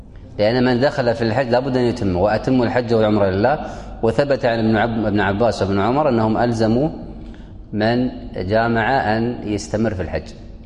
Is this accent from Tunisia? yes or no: no; Kuwait; في السابق عندنا في الكويت يلبسون أخضر بس هذه انقرضت الآن